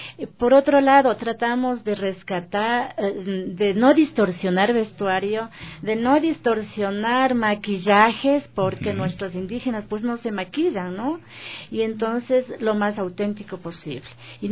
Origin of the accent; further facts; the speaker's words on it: Quito, Pichincha, Ecuador; inclusive nosotros como serranos y aquí como quiteños y demás